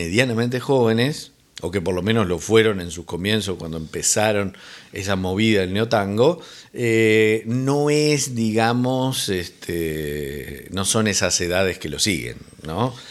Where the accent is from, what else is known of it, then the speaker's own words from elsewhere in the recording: Uruguay; porque somos rioplatenses. Dos, porque además de ser rioplatenses, somos uruguayos